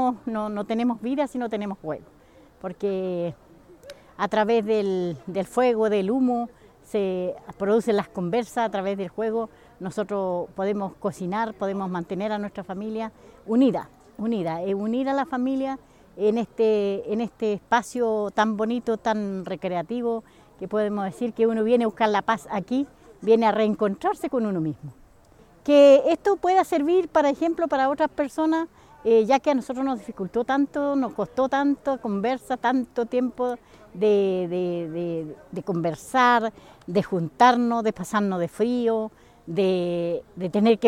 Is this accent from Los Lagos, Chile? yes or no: no; Reigolil, Araucanía, Chile; soy de Reigolil